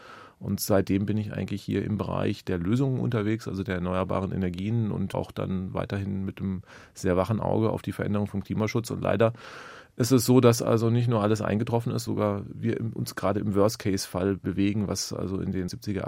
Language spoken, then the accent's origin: German; West Germany, Germany; now in Berlin, Germany; ich wohne ja in Ostberlin, also bin gebürtiger Wessi